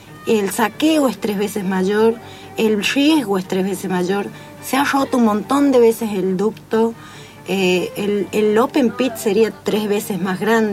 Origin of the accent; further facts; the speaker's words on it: Andalgalá, Catamarca, Argentina; O sea, vivo acá hace poquito, pero soy de Andalgalá.